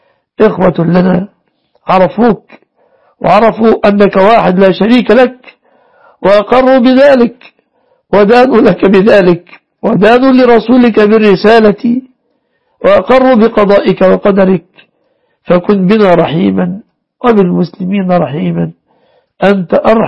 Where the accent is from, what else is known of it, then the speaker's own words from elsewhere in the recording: Egypt; احفظ بلادنا مصر وسائر بلاد المسلمين